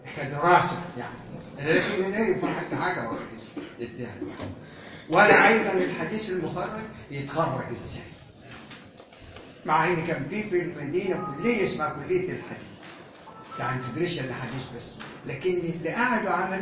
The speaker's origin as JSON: {"language": "Arabic", "country": "Egypt", "said": "اصلا احنا ما كمصريين ما كانوش يعبرونا"}